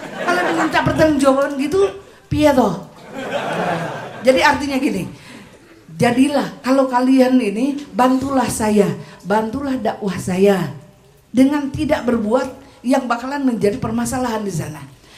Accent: Australia; Indonesian is a second language; saya ini orang asing. Saya ini paspornya biru. Saya orang Australia, tapi wajah Indo.

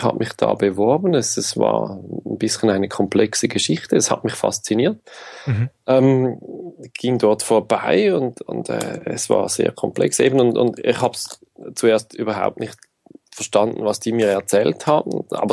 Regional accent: Zurich, Switzerland; ich komme aus der Schweiz. Hier in der größeren Region Zürich bin ich zu Hause, bin jetzt 37, habe Familie

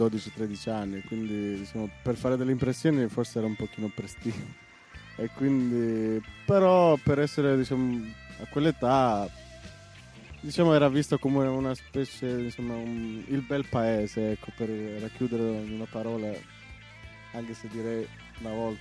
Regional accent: Berat, Albania; Italian is a second language; vengo dall'Albania, dal centro sud, un paesino che si chiama Berat. È un paesino abbastanza antico e fa parte dell'UNESCO, ha una storia lunga 2400 anni

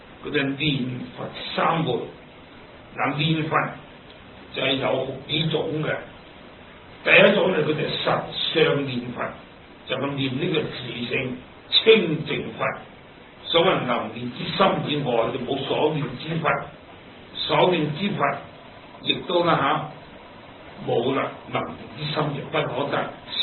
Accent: China; 我哋中国人做字真系好聪明嘅。

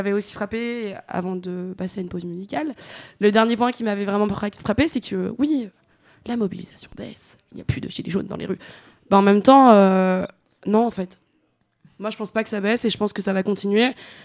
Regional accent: Chad; Bah, vous savez, moi, je viens du Tchad.

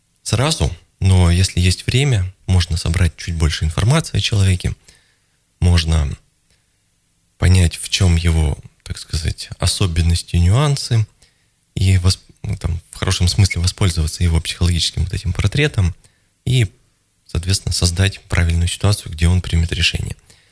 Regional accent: Novosibirsk, Novosibirsk Oblast, Russia; moved away as an adult; also born or lived in Saint Petersburg; now in Moscow, Russia; Я сам из Новосибирска, в общем-то, поэтому я представляю, о чем речь.

